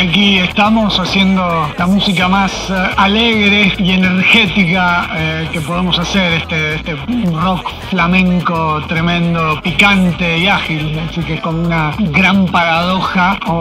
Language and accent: Spanish; Buenos Aires, Argentina; Somos de Buenos Aires